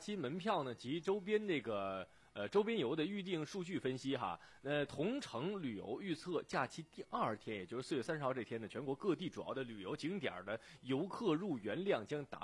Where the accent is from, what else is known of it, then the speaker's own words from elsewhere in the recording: Sichuan, China; 看看我们四川每年吃的小龙虾，小龙虾都不够我们吃的啊，请带我们四川人去